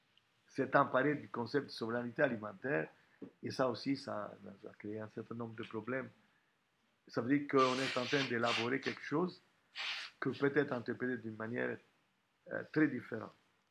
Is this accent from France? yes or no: no; Italy; French is a second language; en tant qu'Italien